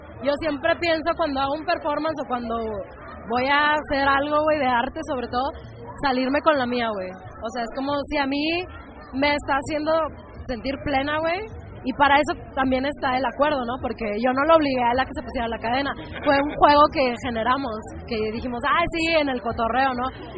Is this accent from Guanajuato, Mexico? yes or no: no; Monterrey, Nuevo León, Mexico; porque yo soy de Monterrey, entonces allá se usa mucho